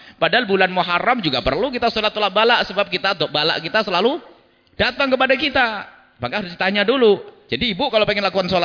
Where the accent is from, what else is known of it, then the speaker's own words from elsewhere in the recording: East Java, Indonesia; Saya orang Jawa Timur. Banyak orang Jawa Timur itu mengatakan bulan sengsara.